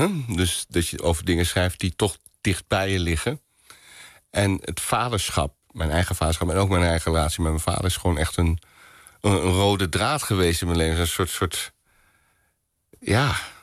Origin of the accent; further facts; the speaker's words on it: Boxtel, North Brabant, Netherlands; Nou, je gaat het niet geloven, maar ik ben in Bokstel geboren.